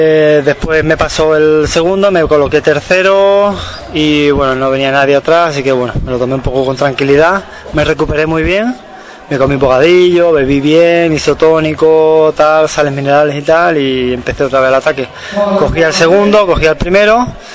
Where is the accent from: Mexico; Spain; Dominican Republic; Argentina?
Spain; Seville, Andalusia; soy de Sevilla, pero vengo a entrenar aquí, ¿eh?